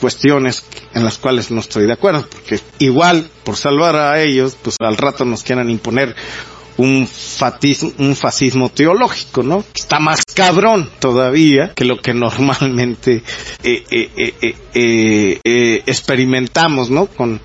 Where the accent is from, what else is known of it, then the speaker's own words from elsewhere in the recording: Mexico; toda esta desvinculación que tenemos entre nosotros como sociedad mexicana